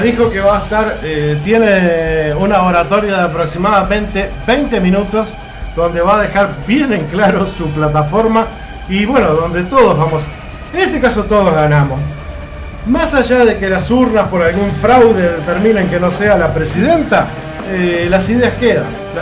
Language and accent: Spanish; Uruguay; Todos somos uruguayos.